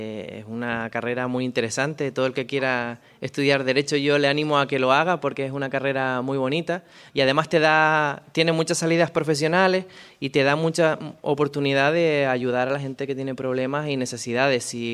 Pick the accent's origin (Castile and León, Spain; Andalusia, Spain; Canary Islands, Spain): Canary Islands, Spain; Nací en Lanzarote, soy de Lanzarote, lo que pasa que la familia de mi padre proviene de Fuerteventura. Entonces a mí cuando me preguntan que de dónde soy o dónde me siento, digo que soy de La Bocaina, que como sabrán La Bocaina es el estrecho de mar que pasa entre Lanzarote